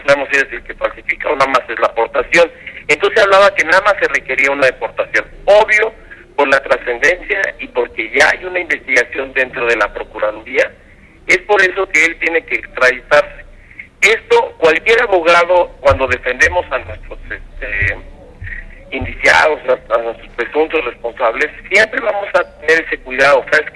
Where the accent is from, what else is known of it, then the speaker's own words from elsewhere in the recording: Mexico; como mexicanos